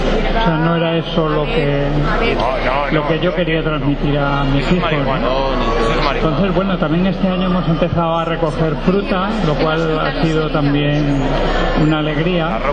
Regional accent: Valencia, Valencian Community, Spain; estoy un poco de invitado porque vengo de Valencia.

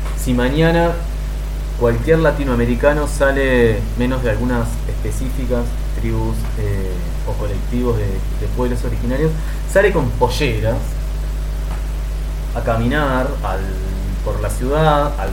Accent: Uruguay; uno como uruguayo saluda a todo el mundo con un beso, ¿no?

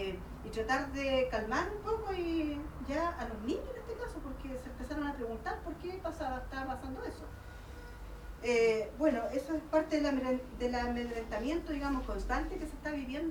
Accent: Temuco, Araucanía, Chile; yo soy de Temuco también, del territorio de Guadalmapo

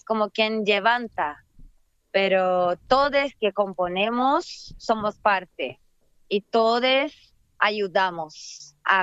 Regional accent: Brazil; porque yo soy de Brasil, así que es otra forma también en Brasil de hacer las cosas.

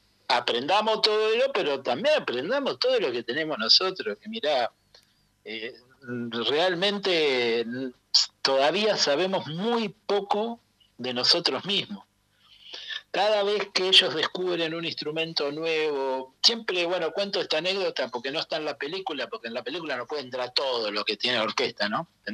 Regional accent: Argentina; en lo personal como argentino le agradezco la generosidad de haber vuelto acá

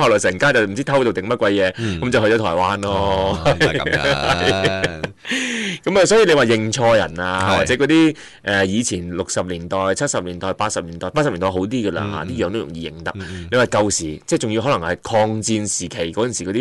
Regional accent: China; 啊，我哋中国人系好有趣嘅一个民族嚟嘅

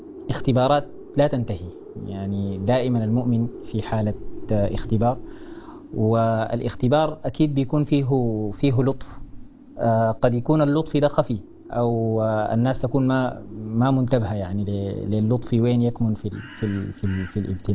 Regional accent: Sudan; لو شوفنا في واقعنا مثلا عندنا في السودان

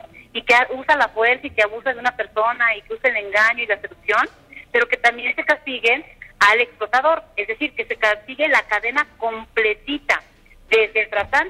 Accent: Tlaxcala, Mexico; en mi tierra, en Tlaxcala

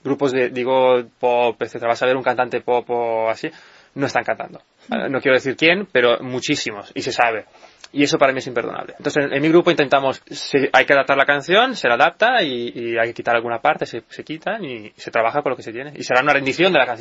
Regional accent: Italy; also born or lived in United States; yo soy de origen italiano, he vivido mucho tiempo en Estados Unidos.

